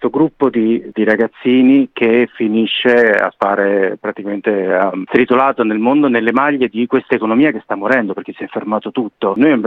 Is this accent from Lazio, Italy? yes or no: yes; Lazio, Italy; Siamo tutti di un gruppo, diciamo, formato intorno ai castelli romani, ma eravamo tutti, come si dice qui, dei burini. Siamo cresciuti fuori Roma